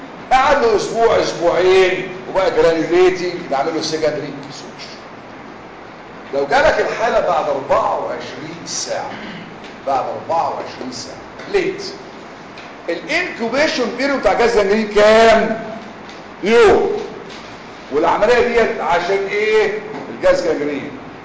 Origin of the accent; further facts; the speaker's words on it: Egypt; إحنا كمصريين قيمنا الجراح بعدد الغرز